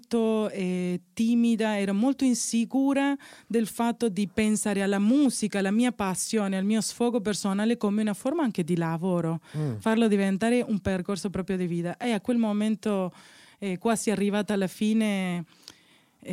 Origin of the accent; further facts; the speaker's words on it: Córdoba, Argentina; Sì, sono nata e cresciuta a Cordoba.